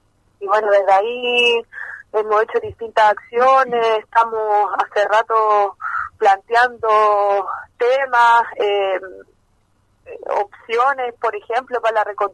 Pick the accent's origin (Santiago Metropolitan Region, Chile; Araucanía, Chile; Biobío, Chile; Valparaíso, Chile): Valparaíso, Chile; yo soy, bueno … trabajo en el Centro Comunitario Las Cañas junto a mi compañero, somos de aquí de Valparaíso